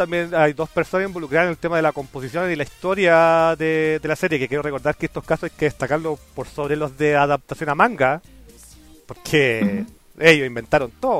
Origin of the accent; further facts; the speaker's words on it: Chile; siendo chileno te preguntas